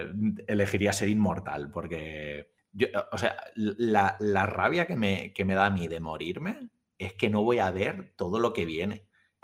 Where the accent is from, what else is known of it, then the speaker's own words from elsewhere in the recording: Albacete, Castilla-La Mancha, Spain; soy de Albacete, tampoco he tenido mucha elección durante toda mi infancia y adolescencia